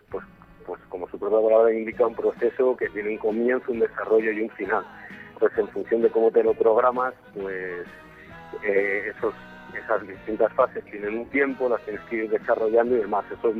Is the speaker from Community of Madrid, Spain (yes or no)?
yes; Madrid, Community of Madrid, Spain; tres madrileños y un alemán, que se llama Ur, y que Ramiro y yo somos los madrileños